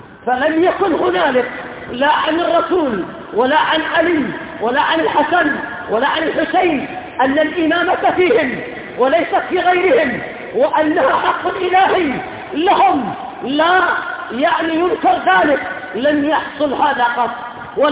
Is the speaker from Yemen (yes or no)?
yes; Yemen; وليس أظهر عندنا في اليمن